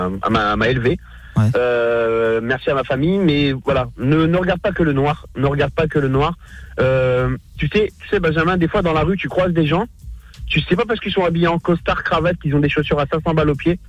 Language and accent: French; Hauts-de-France, France; je suis du Pas-de-Calais aussi, voilà, je suis près de Lens, je suis du Pas-de-Calais aussi